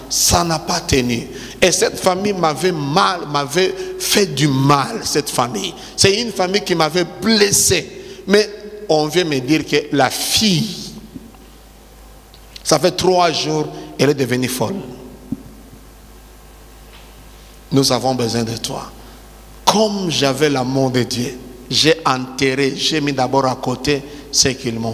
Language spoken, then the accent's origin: French; Tanzania; ça s'est fait là chez nous en Tanzanie.